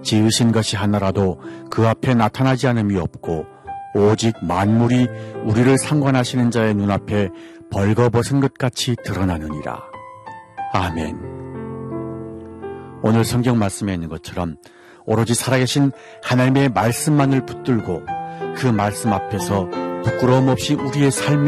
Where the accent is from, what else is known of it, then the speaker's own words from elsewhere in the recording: North Korea; now in South Korea; 저는 탈북민